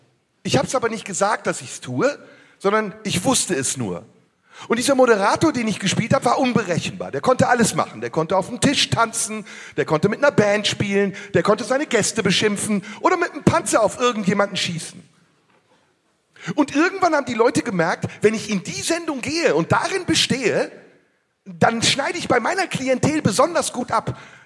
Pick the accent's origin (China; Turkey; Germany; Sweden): Turkey; Digga, ich bin Türke.